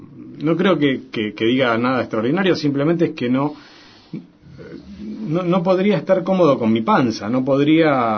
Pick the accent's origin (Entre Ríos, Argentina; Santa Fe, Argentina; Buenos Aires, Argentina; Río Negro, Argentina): Santa Fe, Argentina; born there; Y yo nací en Santa Fe.